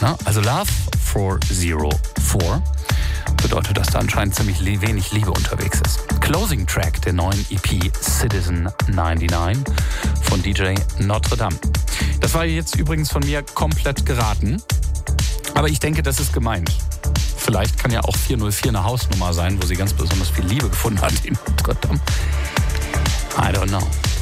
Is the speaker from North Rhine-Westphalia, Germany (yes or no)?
no; Saarbrücken, Saarland, Germany; Und ich komme noch aus meiner Heimatstadt, aus Saarbrücken.